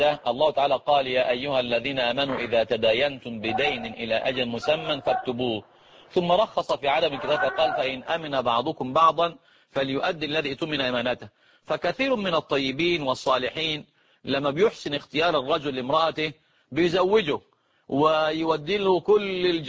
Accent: Egypt; الآن طبعا العرف اللي عندنا في مصر ويمكن في بعض البلاد

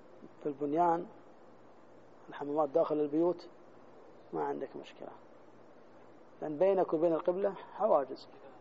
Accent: Jeddah, Makkah Province, Saudi Arabia; روح في مثلا زي عندنا في جدة ما تشرق ولا تغرب

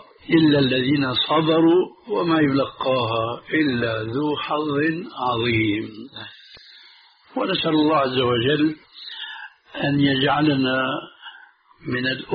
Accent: Syria; وهنا يقولون عندنا في سوريا

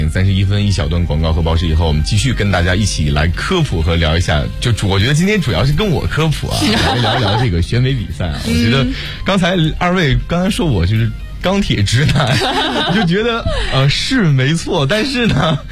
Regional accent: Shandong, China; 而且尤其是我是山东人

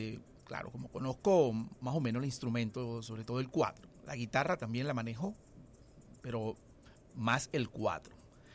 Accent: Anaco, Anzoátegui, Venezuela; Me inicié con el 4 allí en Anaco, en mi tierra. Soy anzoátiguense

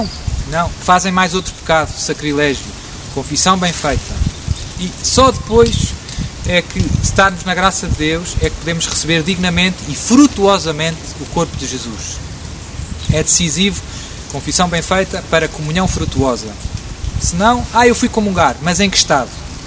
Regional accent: Portugal; Nós somos portugueses.

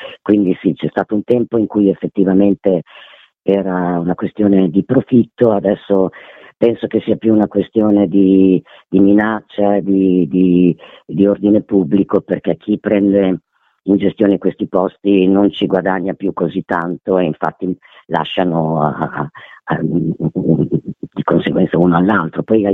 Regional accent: Bologna, Emilia-Romagna, Italy; visto che io vengo da Bologna

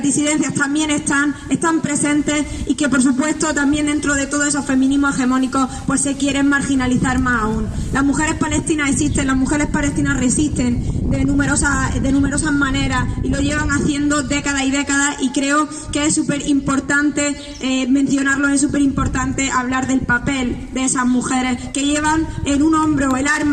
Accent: Granada, Andalusia, Spain; Yo me considero una mujer andaluza, granaína, palestina, ramblawiye, gazawiye, como se dice en árabe.

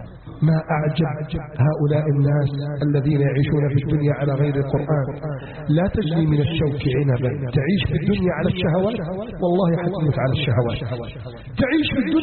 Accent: Egypt; اللهم احفظ بلدنا مصر من كيد الكائدين

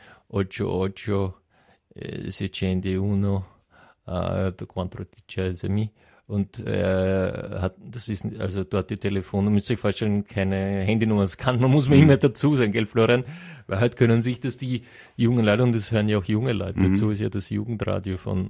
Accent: Padua, Veneto, Italy; Eben, du hast das richtig gesagt, ich komme ja aus Padua

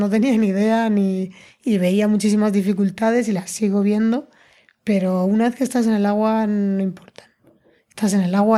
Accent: Madrid, Community of Madrid, Spain; yo soy de Madrid, el mar me queda lejos

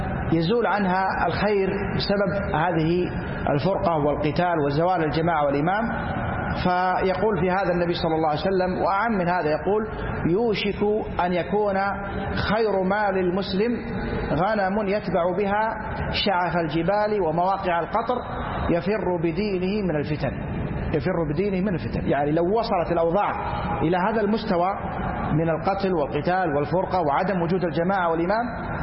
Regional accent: Saudi Arabia; أما نحن ولله الحمد في بلادنا المملكة العربية السعودية

